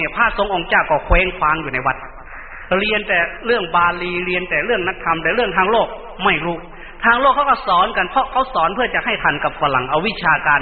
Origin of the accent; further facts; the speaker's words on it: Isan, Thailand; first language Lao; ข้าพยายามฝึกพูดภาษาไทยกลางแต่ก่อนพวกเรานี่ไม่ได้พูดภาษาไทยอันนี้เราพูดภาษาลาวเรียนก็ไม่ได้เรียนหนังสือภาษาไทยนู่นเราเรียนหนังสือลาว